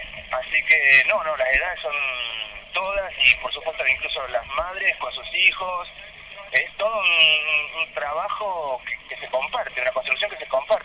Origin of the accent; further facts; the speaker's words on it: Córdoba, Argentina; Yo de la ciudad de Córdoba.